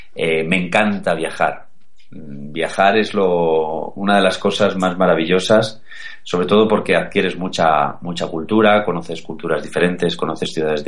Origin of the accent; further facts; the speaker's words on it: Madrid, Community of Madrid, Spain; yo soy de Madrid, no tengo nada que ver con Andalucía